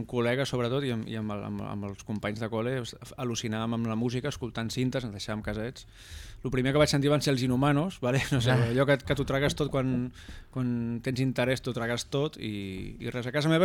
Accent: La Bisbal d'Empordà, Catalonia, Spain; now in Sant Jaume ses Oliveres, Spain; Sempre he tingut molts noms, des de peque, i res, soc de la Bisbal d'Empordà i estic visquent a Sant Jaume ses Oliveres, un poblet molt guai, molt peque i molt bon ambient.

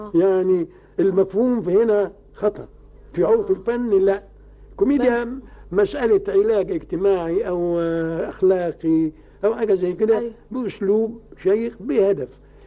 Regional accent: Egypt; الكوميديات دي ما حدش بيسمع بها عندنا في مصر

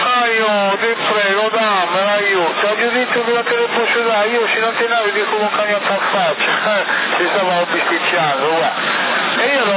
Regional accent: Albania; now in Italy; Io non ho fissa dimora, io sono albanese, non ho fissa dimora e non ho casa.

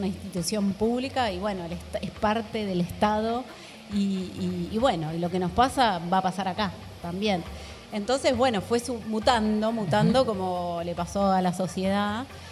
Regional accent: Argentina; recuperar toda esa identidad como argentinos y argentinas

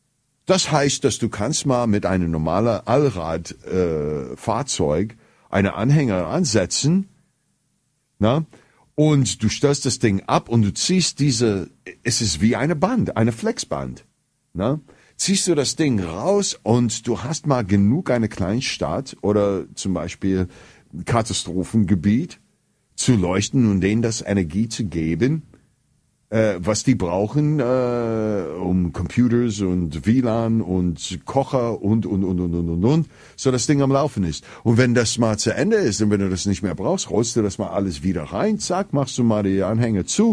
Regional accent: United States; German is a second language; ich bin Amerikaner, ich kann in Amerika mal arbeiten, ohne irgendwelche spezielle Papiere und so weiter

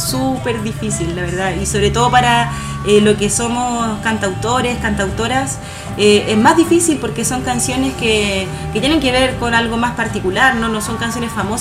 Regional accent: La Florida, Santiago Metropolitan, Chile; also born or lived in Peumo / Talagante; Yo vivía acá cuando pequeña en la Florida, luego nos cambiamos acá como más cercano a Puente Alto y ahí yo me fui a Peumo a vivir, después a Talagante. Peumo, la sexta región, por el camino de la fruta

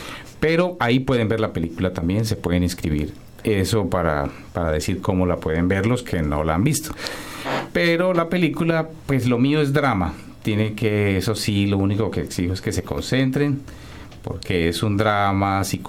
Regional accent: Bogotá, Colombia; also born or lived in Cali / United States; now in Montreal, Canada; yo nací en Cali, Colombia, pero me crié más en Bogotá, en la capital. Pero bueno, pues digamos que soy colombiano porque he viajado por todo el país y todo esto. Después estuve en Estados Unidos, trabajé como periodista y hace 10 años estoy en Canadá.

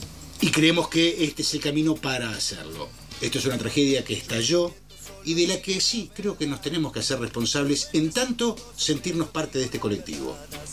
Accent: Argentina; todavía no hemos podido resolver como argentinos

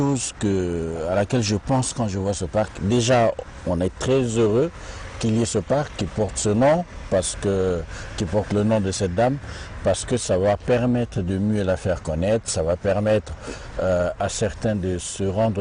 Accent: DR Congo; alors que chez nous, au Congo, par exemple au Congo-Kinshasa, on ne commémore pas ceux qui ont fait l'histoire.

